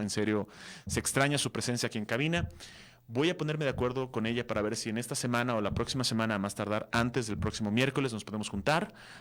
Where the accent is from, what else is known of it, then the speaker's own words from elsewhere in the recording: Mexico City, Mexico; born there; regresé ahorita a mi tierra natal, a mi lugar adoptivo, al lugar que más amo, que es la Ciudad de México